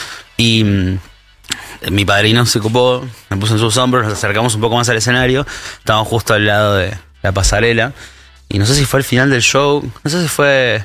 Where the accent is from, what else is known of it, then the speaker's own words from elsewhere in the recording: Chascomús, Buenos Aires Province, Argentina; Lo que pasa es que yo crecí en Chascomús.